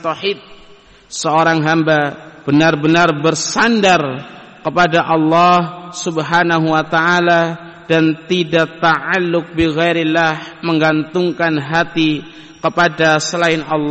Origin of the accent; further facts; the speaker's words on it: Banyumas, Central Java, Indonesia; Kita orang Banyumas jangan berani keluar hari Sabtu. hari apesnya orang Banyumas